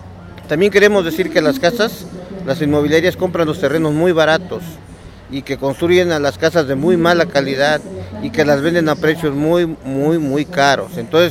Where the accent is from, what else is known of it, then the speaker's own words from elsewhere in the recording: Tetelpa, Morelos, Mexico; soy de la Comisión de Prensa y Propaganda de la comunidad de Tetelpa, originario de ahí